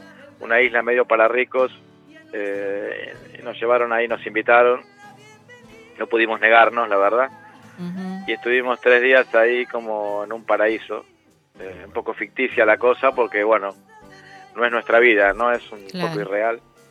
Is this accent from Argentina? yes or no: yes; Argentina; moved away; nuestra inmigración, la que vinimos de Argentina, es más bien una inmigración económica